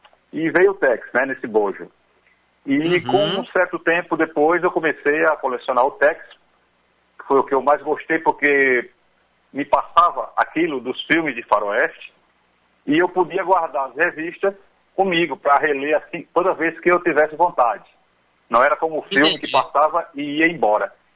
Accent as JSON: {"language": "Portuguese", "region": "Paraíba", "country": "Brazil", "tie": "born or raised there", "also_born_or_lived": "Rio de Janeiro", "said": "Eu sou carioca de nascença, mas o meu pai é da Paraíba, a minha mãe é cearense. Então, meu pai, quando eu tinha apenas 2 anos de idade, ele veio para a Paraíba e aqui conseguiu um emprego e ficou até hoje."}